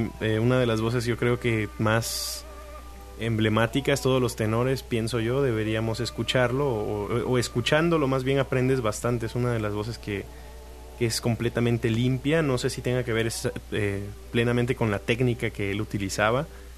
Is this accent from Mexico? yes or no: yes; Tabasco, Mexico; also born or lived in Oaxaca